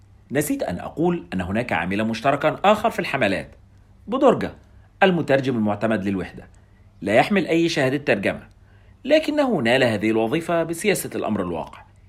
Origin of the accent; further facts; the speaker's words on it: Egypt; يريحون العصا على كتفهم كما يفعل السقاء عندنا في مصر